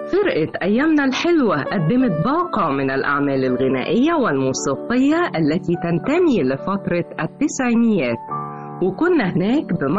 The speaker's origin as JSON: {"language": "Arabic", "country": "Egypt", "said": "الاغاني اللي ليها علامات مميزه في حياتنا كلنا كمصريين او في الوطن العربي"}